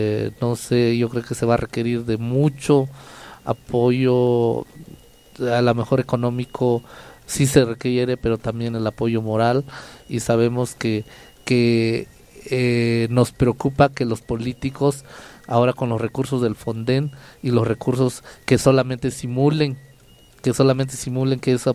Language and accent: Spanish; San Dionisio del Mar, Oaxaca, Mexico; hablo por San Dionisio, porque vengo de San Dionisio